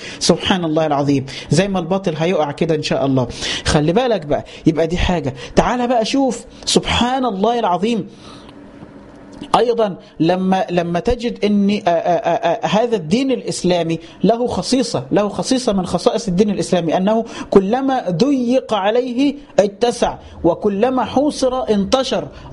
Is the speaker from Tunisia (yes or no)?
no; Upper Egypt, Egypt; عارفين لما امنا في الفلاحين وعندنا في الصعيد، ما هو كله فلاح بقى